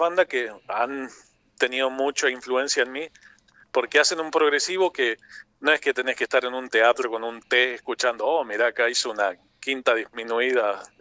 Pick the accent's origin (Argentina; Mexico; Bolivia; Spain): Argentina; Reconquista, Santa Fe; Yo soy de Reconquista, en mi ciudad a veces no había demasiado para escuchar